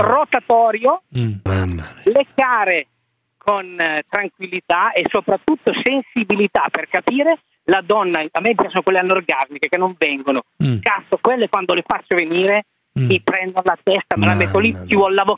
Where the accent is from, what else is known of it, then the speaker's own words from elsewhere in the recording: Rimini, Emilia-Romagna, Italy; io sono di Rimini